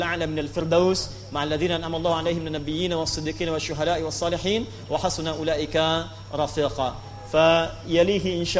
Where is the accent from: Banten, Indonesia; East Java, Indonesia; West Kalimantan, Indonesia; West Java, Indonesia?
Banten, Indonesia; Pandeglang; born there; Di tempat kelahiran kami di Pandeglang, di Matla Al Anwar, ya, di MA Matlaul Anwar.